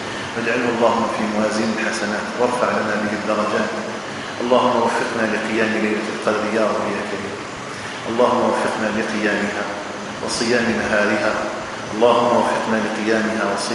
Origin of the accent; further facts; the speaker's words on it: Algeria; اللهم اجعل بلدنا الجزائر آمنا مطمئنا وسائر بلاد